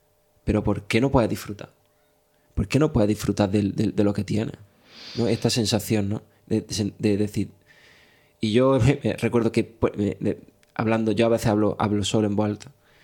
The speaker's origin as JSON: {"language": "Spanish", "town": "Motril", "region": "Andalusia", "country": "Spain", "tie": "born or raised there", "said": "Yo los veranos lo paso en Motril, que es donde yo nací y crecí."}